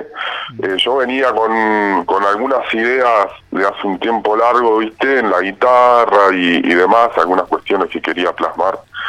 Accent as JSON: {"language": "Spanish", "town": "General Roca", "region": "Río Negro", "country": "Argentina", "lives_now": "San Carlos de Bariloche, Argentina", "said": "yo no soy acá de Bariloche, soy de Friske Menuco, de Roca. Vivo acá hace muchos años"}